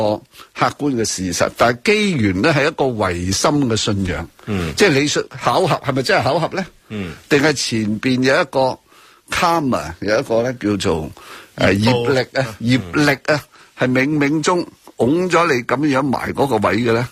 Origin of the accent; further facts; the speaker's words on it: Hong Kong; 这个呢不是我们香港人的决定